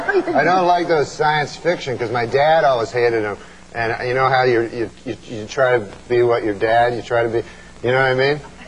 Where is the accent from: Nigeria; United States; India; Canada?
Canada; One, that we're Canadian.